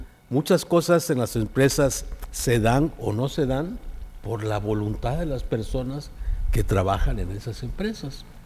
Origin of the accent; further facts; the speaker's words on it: Yucatán, Mexico; Pues muy contento de estar otra vez contigo y estar en mi tierra. Yo soy yucateco.